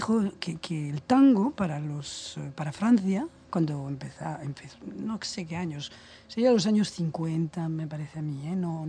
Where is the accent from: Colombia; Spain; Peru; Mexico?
Spain; porque siendo español me parece difícil, no me gusta.